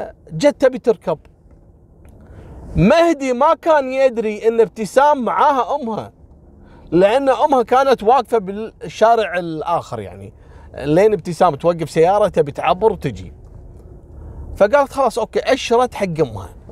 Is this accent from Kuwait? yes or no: yes; Kuwait; احنا كويتيين نقول نذبحك.